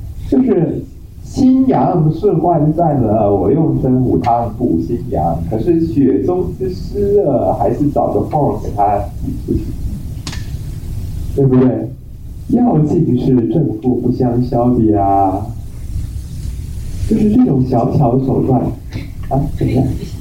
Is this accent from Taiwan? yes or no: yes; Taiwan; 可是我们台湾有一种病叫做冷气病，因为我们台湾人呢、啊、天气热，热带气候嘛